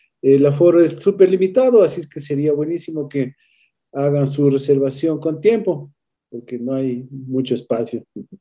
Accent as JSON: {"language": "Spanish", "town": "Quito", "region": "Pichincha", "country": "Ecuador", "said": "que yo diría nos describe plenamente a lo que hemos sido los quiteños, a nuestra manera de ser, a nuestra manera de hablar."}